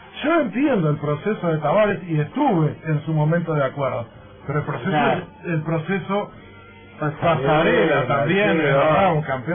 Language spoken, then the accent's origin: Spanish; Uruguay; Estoy harto como uruguayo de que aquí se maneje el fútbol matemático